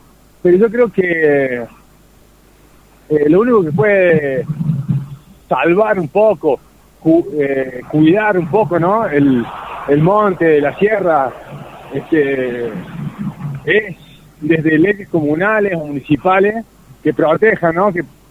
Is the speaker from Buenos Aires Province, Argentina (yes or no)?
no; Córdoba, Argentina; Yo soy de Ciudad Córdoba, tengo 37 años, he visto cómo, conozco este valle de hace mucho, de haber venido de pibe, ¿no?